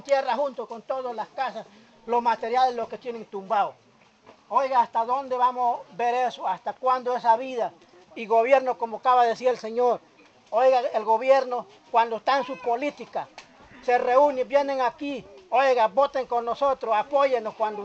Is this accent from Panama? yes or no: yes; Panama; Y cuando nosotros no esperamos con este gobierno, como panameños, nos viene pedir el voto